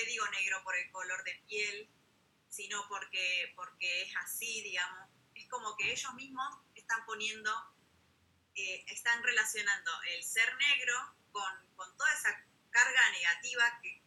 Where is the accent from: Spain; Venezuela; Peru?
Peru; moved away; Yo tuve la oportunidad de volver, digamos, a mi país de origen. Soy peruana, bueno, nací en Perú, y allá era distinto, ¿no?